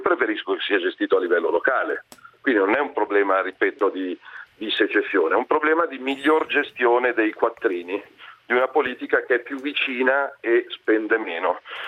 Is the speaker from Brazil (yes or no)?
no; Milan, Lombardy, Italy; il 22 ottobre io non vado a votare da milanese